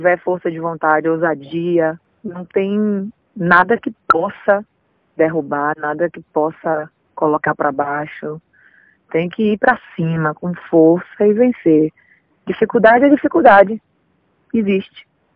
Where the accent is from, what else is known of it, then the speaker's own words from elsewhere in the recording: Bahia, Brazil; also born or lived in Rio de Janeiro; Eu nasci no Centro Histórico. Na verdade, fui com 5 dias de vida para a Bahia, só fiz nascer no Rio de Janeiro.